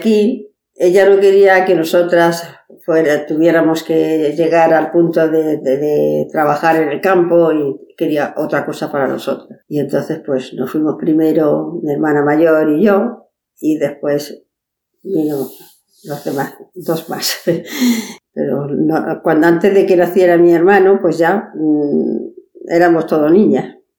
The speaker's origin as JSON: {"language": "Spanish", "town": "Manresa", "region": "Catalonia", "country": "Spain", "tie": "born or raised there", "also_born_or_lived": "Gorafe", "said": "Y bueno, cuando tenía 6 años y medio, pues mi madre nos llevó a Manresa."}